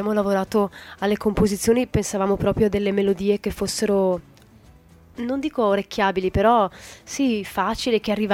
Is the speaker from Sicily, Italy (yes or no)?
yes; Sicily, Italy; born there; Sono nata in Sicilia e sento di appartenere un po' anche alla Sicilia, no? Però non mi sono mai identificata davvero con un luogo.